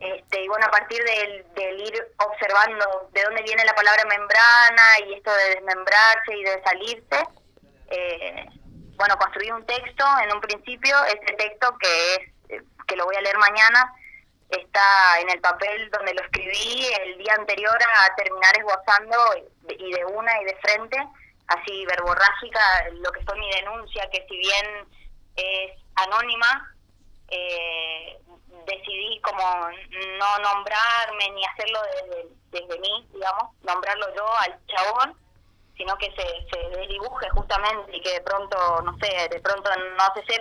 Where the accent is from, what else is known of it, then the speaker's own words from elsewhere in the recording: Chaco, Argentina; soy chaqueña, soy estudiante de arte escénico